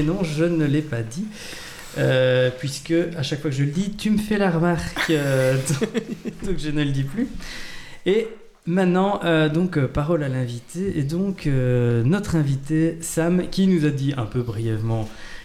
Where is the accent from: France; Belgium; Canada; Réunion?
Belgium; Wallonia; nous sommes originaires des Ardennes belges, n'est-ce pas?